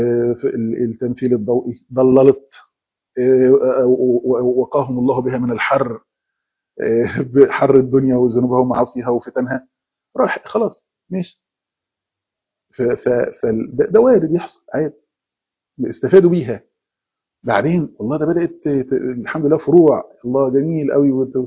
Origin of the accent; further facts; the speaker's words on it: Egypt; زي ما بيقول عندنا في مصر،